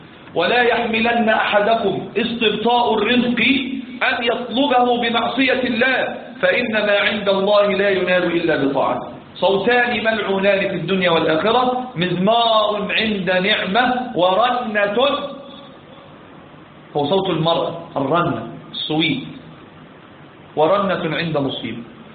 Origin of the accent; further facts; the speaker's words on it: Egypt; كان زمان عندنا في مصر